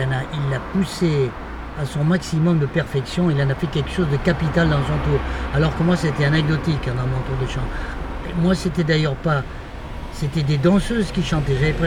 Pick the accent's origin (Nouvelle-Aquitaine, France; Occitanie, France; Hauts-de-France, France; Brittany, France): Nouvelle-Aquitaine, France; Bordeaux; Je suis né à Bordeaux, j'ai vécu les 21 premières années de ma vie à Bordeaux.